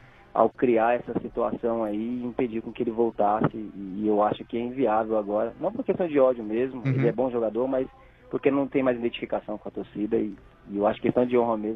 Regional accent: Piauí, Brazil; Do Piauí.

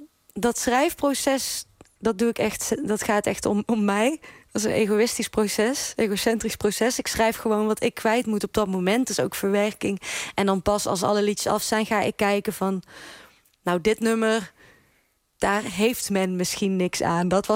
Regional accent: Netherlands; accent: soft G; En ik heb besloten om die zachte G echt te bewaken. Dus die zachte G, die blijft.

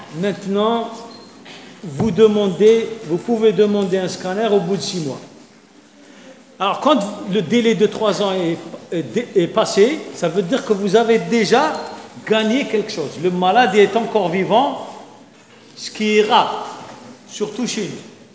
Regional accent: Algeria; Chez nous, en Algérie, il y a beaucoup plus de petites cellules.

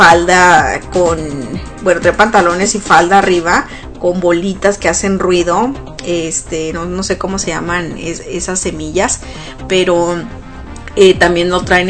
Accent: Sonora, Mexico; casi la mayoría de los que somos niños y que crecimos en Sonora

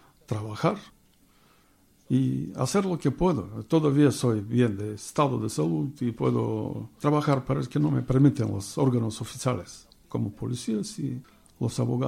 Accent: Bulgaria; Spanish is a second language; moved away as an adult; now in Spain; España ha venido en el año 2003. Cuando en Bulgaria había muchos cambios en mi país, sin trabajo, sin un invierno, no teníamos que comer por ahí. Y tenía que hacer algo para venir aquí, porque escuchaba que se trabaja bien y se paga bien.

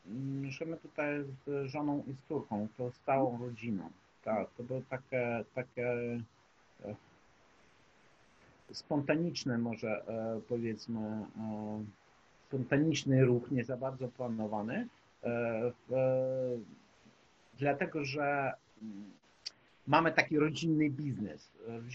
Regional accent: Lviv, Lviv Oblast, Ukraine; moved away as an adult; now in Krakow, Poland; Jestem z Lwowa w ogóle, a od 2015 roku mieszkam w Krakowie, mieszkam to znaczy i pracuję w Krakowie. Pewno, że tak. Ile mam lat, to na teraz 48.

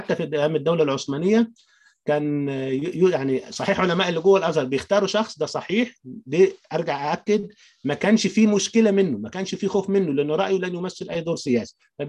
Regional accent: Upper Egypt, Egypt; يعني خاصه انا من الصعيد وريف وده بلمسه بنفسي

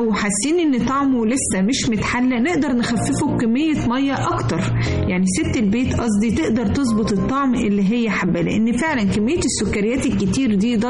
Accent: Egypt; احنا بنحبه واحنا كمصريين فننا فيه

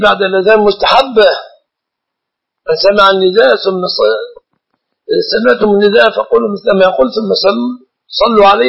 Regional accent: Egypt; أكثر المسلمين عندنا في مصر جهلة

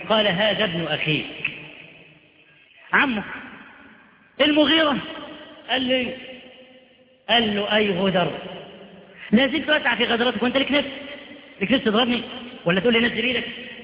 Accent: Upper Egypt, Egypt; ده احنا عندنا في الصعيد لحد دلوقتي

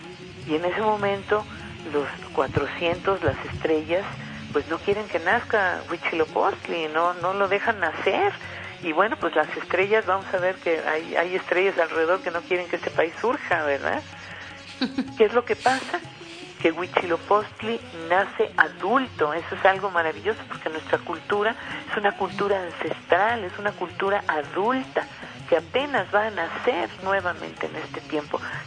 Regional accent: Mexico; Así somos las mujeres mexicanas. Estamos dando la cara ahora por este país maravilloso

